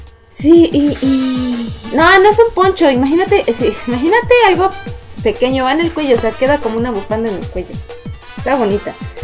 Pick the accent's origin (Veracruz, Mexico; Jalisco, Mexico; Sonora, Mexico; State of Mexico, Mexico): Jalisco, Mexico; Arandas; Aquí en ve mi pueblo, aquí en Arandas, Jalisco, es por si quieres. Por si quieres venir un día a Umashan.